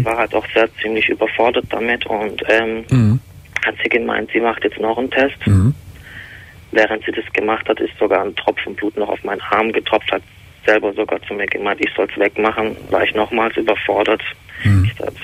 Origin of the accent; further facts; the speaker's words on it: Turkey; Ja gut, ich bin Türke.